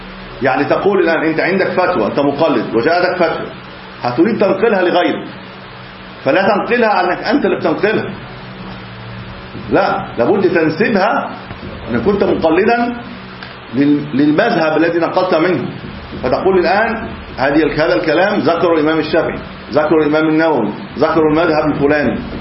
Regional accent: Egypt; طبعا احنا عندنا في مصر خلاط، يعني في عليه خلاط، احنا خلاط في مصر،

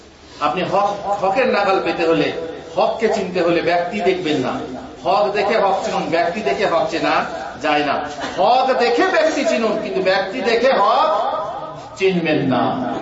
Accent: Bardhaman, West Bengal, India; moved away as an adult; also born or lived in Uttar Pradesh; আমার হচ্ছে পশ্চিম বাংলা, বর্ধমানে আমার বাড়ি, শিক্ষা দীক্ষা বর্ধমানে, তারপর উত্তরপ্রদেশে, উত্তরপ্রদেশ থেকে স্কলারশিপ নিয়ে মদিনা ইউনিভার্সিটিতে পড়াশোনা করেছি।

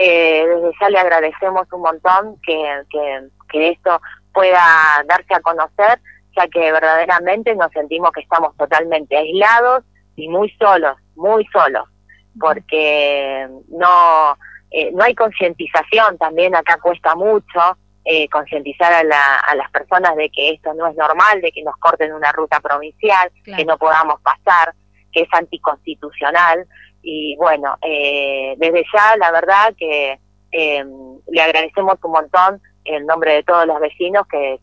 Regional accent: Buenos Aires, Argentina; yo todavía no pude hacer el cambio de domicilio, soy de Buenos Aires

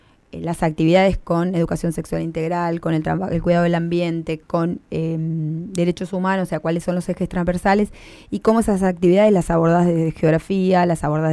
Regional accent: Argentina; el repudio y la bronca como argentina, como argentino

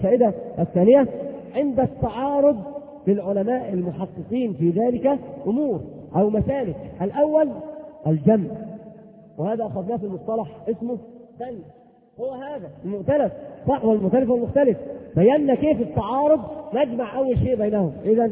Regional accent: Egypt; إن الذي يختلف عندنا في مصر يقولون مثل عظيم جدا

